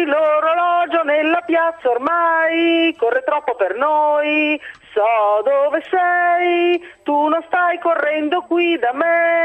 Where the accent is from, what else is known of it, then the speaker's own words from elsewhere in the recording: Milan, Lombardy, Italy; Vabbè, allora io sono milanese